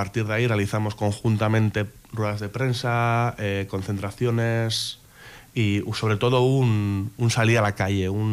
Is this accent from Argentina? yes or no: no; Bilbao, Basque Country, Spain; tres compañeros de mi pueblo, de Deusto